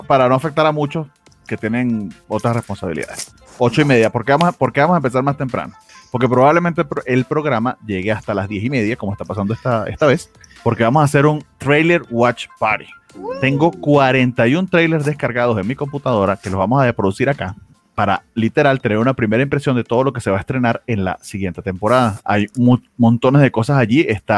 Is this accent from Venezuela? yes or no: yes; Venezuela; now in Mexico; yo que vengo de Venezuela y por algo estoy aquí en México